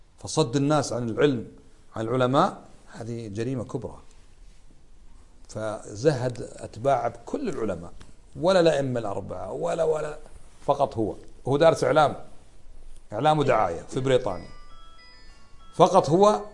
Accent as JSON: {"language": "Arabic", "country": "Kuwait", "said": "في بلادنا الكويت لا تباع الخمور"}